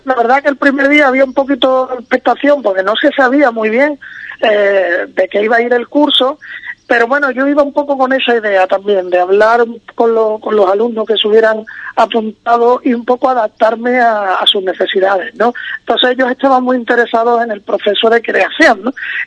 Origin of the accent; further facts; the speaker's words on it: Cádiz, Andalusia, Spain; now in Madrid, Spain; Yo siempre digo que si yo soy de Cádiz, pero llevo muchos años fuera, ¿no?, viviendo en Madrid